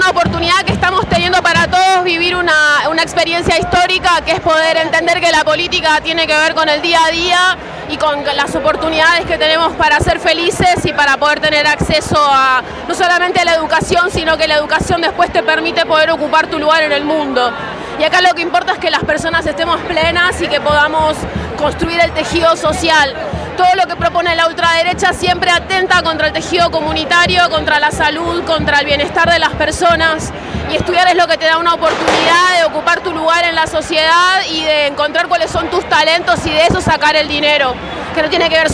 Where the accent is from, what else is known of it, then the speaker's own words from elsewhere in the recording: Buenos Aires, Argentina; soy de acá de Capital.